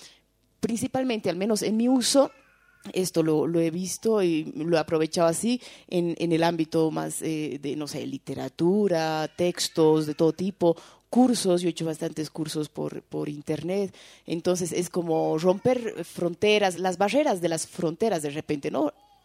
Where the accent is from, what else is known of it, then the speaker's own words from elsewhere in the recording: Tarija, Bolivia; Yo soy de Tarija, por ejemplo, y me acuerdo que siempre nos quejábamos que a Tarija no llegaba nada